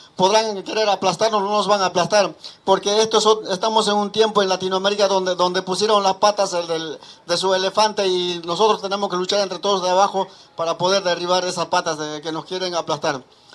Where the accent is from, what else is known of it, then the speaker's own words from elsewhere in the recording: Bolivia; now in La Plata, Argentina; desde que venimos de Bolivia nosotros no tuvimos ninguna radio en la ciudad de La Plata